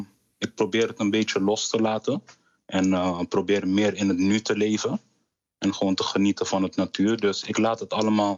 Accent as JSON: {"language": "Dutch", "country": "Curaçao", "said": "Ik kom natuurlijk uit Curaçao."}